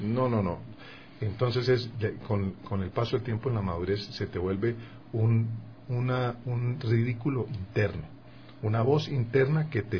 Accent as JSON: {"language": "Spanish", "country": "Colombia", "said": "era en Bogotá, yo soy colombiano"}